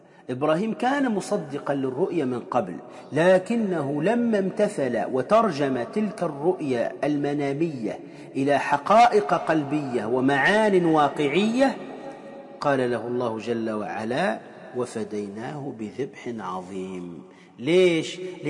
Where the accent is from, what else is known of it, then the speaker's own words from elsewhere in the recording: Tunisia; وإن كان كما يقال عندنا في تونس